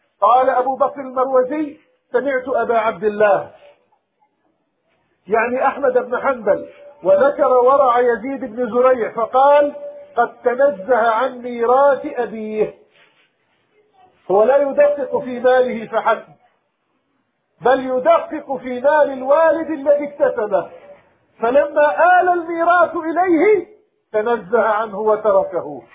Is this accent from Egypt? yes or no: no; Palestine; اللهم ردنا إلى بلادنا فلسطين، اللهم ردنا إلى دورنا في بلادنا فلسطين،